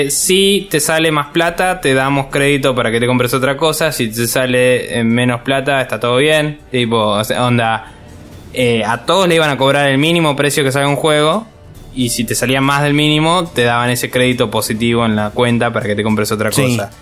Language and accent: Spanish; Argentina; now in Spain; Antes teníamos el problema nosotros siendo argentinos y estando acá